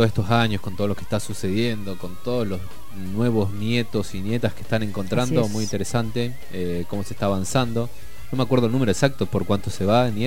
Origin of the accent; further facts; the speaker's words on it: Aluminé, Neuquén, Argentina; Mi pueblo Aluminé.